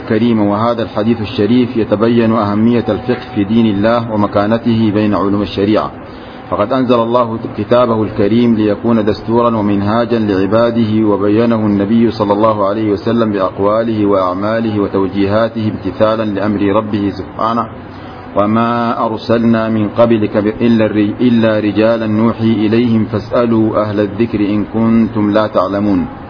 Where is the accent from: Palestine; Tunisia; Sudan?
Sudan; وتأثر كل بلد بما نقل إليه من هذه المذاهب، وكان من حظ بلادنا السودان